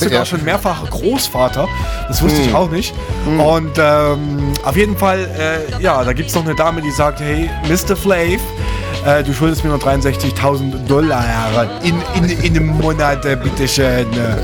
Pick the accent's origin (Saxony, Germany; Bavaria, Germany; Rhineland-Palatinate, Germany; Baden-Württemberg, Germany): Saxony, Germany; Chemnitz; Aber wir kommen beide aus Sachsen, als Chemnitz, um genau zu sein.